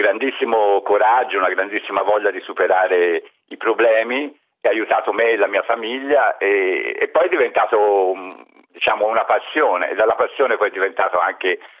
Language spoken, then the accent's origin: Italian; Florence, Tuscany, Italy; moved away as an adult; now in Pantelleria, Italy; io sono fiorentino, ma mi sono trapiantato qui a Pantelleria da 30 anni